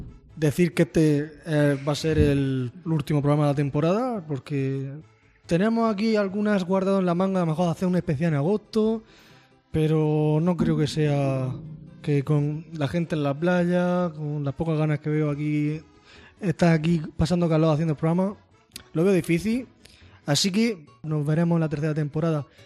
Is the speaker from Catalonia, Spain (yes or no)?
no; Region of Murcia, Spain; Bueno, somos murcianos, no sabemos pronunciar muchas... La mitad de las letras nos las saltamos